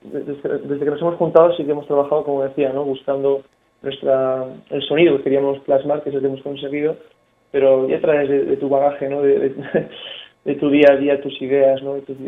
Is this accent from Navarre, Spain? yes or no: yes; Navarre, Spain; Somos navarros, sí, exactamente.